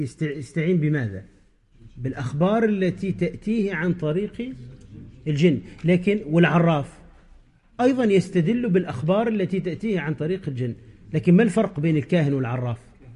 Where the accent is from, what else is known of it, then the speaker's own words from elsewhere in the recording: Tunisia; عندنا في تونس